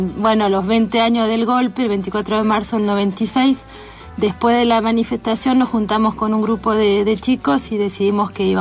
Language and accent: Spanish; Argentina; now in France; Yo soy argentina, sí.